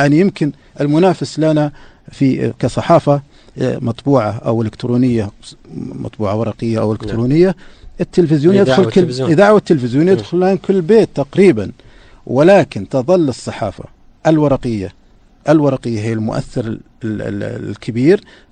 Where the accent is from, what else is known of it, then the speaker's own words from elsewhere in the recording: Saudi Arabia; مثل ما عندنا في السعودية